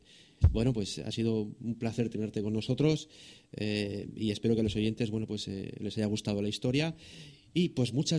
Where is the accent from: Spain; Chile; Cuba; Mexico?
Spain; Santander, Cantabria; porque es de mi tierra, de hecho es de Santander